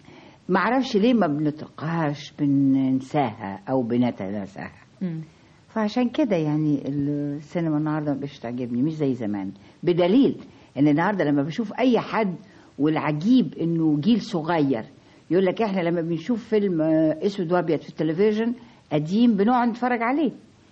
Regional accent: Egypt; ادبنا كشرقيين كمصريين.

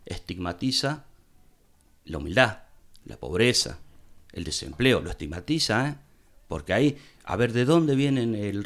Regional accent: Capilla del Monte, Córdoba, Argentina; Por lo menos los que somos de Capilla del Monte conocemos todos.

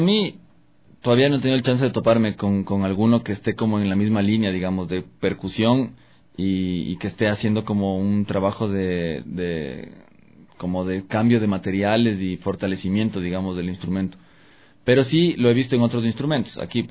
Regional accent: Latacunga, Cotopaxi, Ecuador; born there; porque nací en la Tacunga y eso, son los bombos de Pujilí, que hay allá

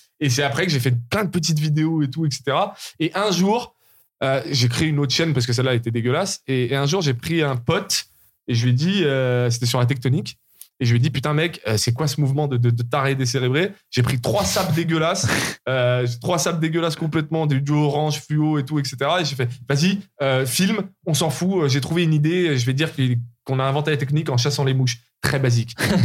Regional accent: Lyon, Auvergne-Rhône-Alpes, France; Et quand je rentrais chez moi à Lyon, de cette famille d'accueil, je faisais des montages avec deux magnétoscopes

